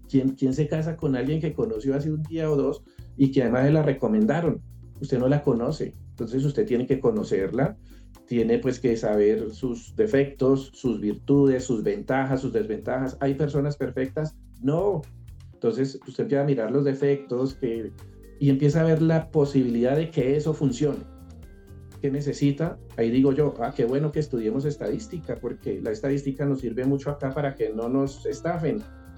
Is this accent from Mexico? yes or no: no; Colombia; como los colombianos dejamos el recibo para pagar a última hora